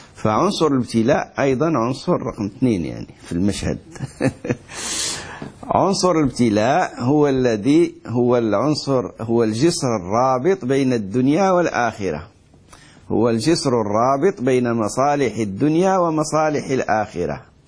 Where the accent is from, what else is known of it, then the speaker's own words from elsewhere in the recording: Morocco; وإحنا عندنا في المغرب مثل يقولوا ما دير خير ما يطرى بأس